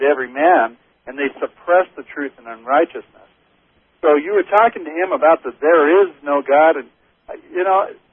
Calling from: Spokane, Washington, United States; I'm calling from Spokane, Washington.

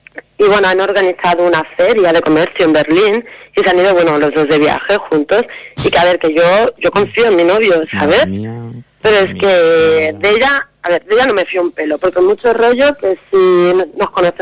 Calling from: Cerdanyola del Vallès, Catalonia, Spain; De Sardañola.

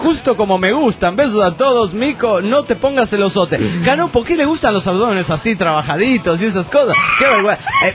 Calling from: Bella Unión, Artigas, Uruguay; de Bella Unión, República Oriental del Uruguay.

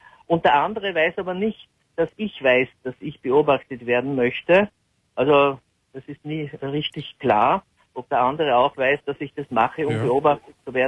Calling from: Lower Austria, Austria; Na, noch weiter, ich bin aus Niederösterreich.

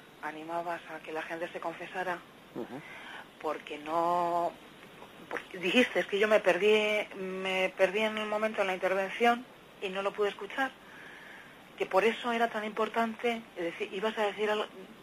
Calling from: Madrid, Community of Madrid, Spain; llamo de Madrid.

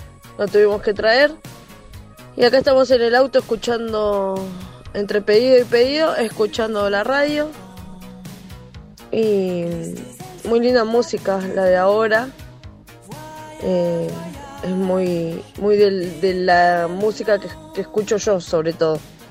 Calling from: Quilmes, Buenos Aires Province, Argentina; de Quilmes, y bueno, hoy estoy trabajando de delivery

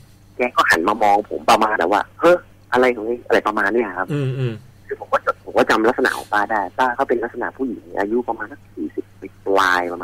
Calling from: Chonburi, Thailand; อยู่ที่บ้านครับที่ชลบุรี

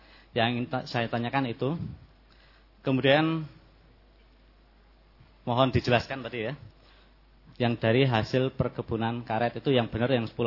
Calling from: Baturaja, South Sumatra, Indonesia; dari Batu Marta, Batu Raja, Palembang, Pak.

